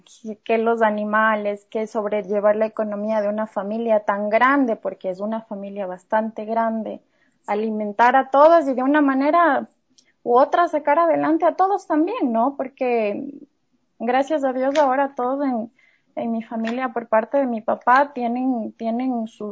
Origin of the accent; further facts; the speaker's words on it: Urcuquí, Imbabura, Ecuador; yo nací en la ciudad de Ibarra, en el cantón de Urcuquí. Mi familia toda es de allá, mis raíces están allá. Y bueno, soy muy orgullosa de donde vengo